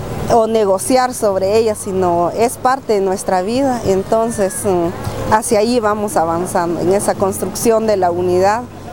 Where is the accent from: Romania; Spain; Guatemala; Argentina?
Guatemala; soy de Guatemala, miembro de Huaquipquej